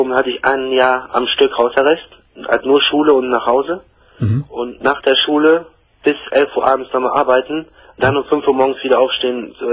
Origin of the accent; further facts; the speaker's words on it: Germany; born there; Ich bin hier geboren in Deutschland, ja.